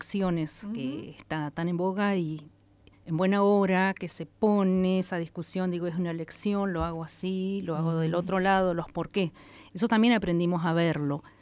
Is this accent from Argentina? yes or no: yes; Intendente Alvear, La Pampa, Argentina; Soy nativa de un pueblo hermoso, Intendente Alvear